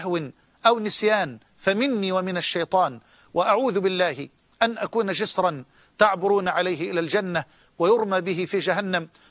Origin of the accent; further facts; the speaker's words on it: Egypt; وأسأل الله جل وعلا أن يجعل بلدنا مصر أمنا أمانا